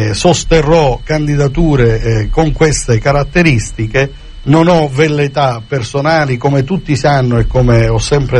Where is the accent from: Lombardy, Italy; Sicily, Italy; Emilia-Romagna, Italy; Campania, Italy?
Sicily, Italy; Palermo; Io personalmente, essendo palermitano e in qualche misura cefalutano di adozione